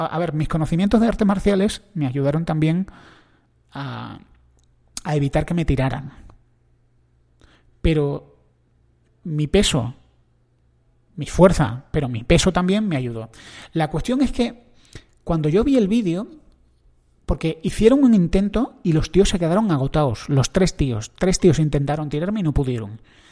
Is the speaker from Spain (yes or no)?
yes; Andalusia, Spain; El aceite, yo soy andaluz, no me lo voy a quitar.